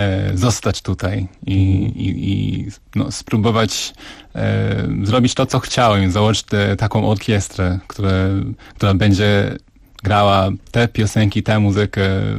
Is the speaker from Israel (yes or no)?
yes; Israel; Polish is a second language; also born or lived in United States; now in Warsaw, Poland; No tak przez przypadek urodziłem się w Stanach, ale całe życie mieszkałem w Izraelu i dopiero 3 lata temu, tak jak mówiłem, przyjechałem tutaj.